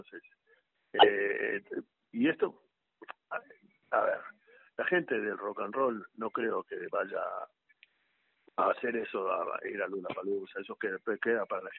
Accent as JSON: {"language": "Spanish", "country": "Argentina", "said": "Yo soy argentino."}